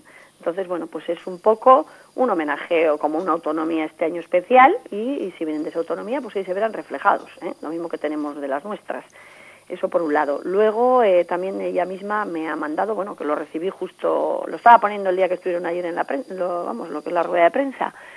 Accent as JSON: {"language": "Spanish", "town": "Artziniega", "region": "Basque Country", "country": "Spain", "said": "hacer homenaje a mi pueblo, que es Archiniega."}